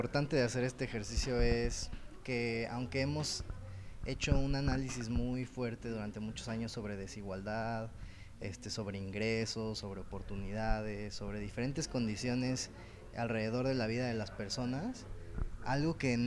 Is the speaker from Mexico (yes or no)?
yes; Mexico; en México pues tenemos esta identidad de soy mexicano y ya, ¿no?